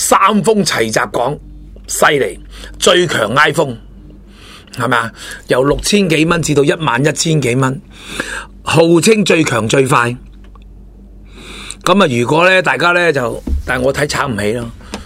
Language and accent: Cantonese; Hong Kong; 咁睇下我哋香港人系咪虚不受补啊